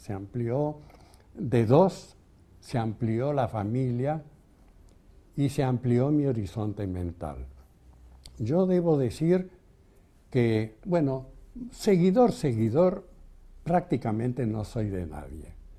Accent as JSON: {"language": "Spanish", "country": "Argentina", "tie": "born or raised there", "said": "mis dos hermanas mayores nacidas en Barcelona, fueron bautizadas, pero los que nacimos acá en la República Argentina ya no fuimos bautizados, fuimos creados en una atmósfera de libre pensamiento."}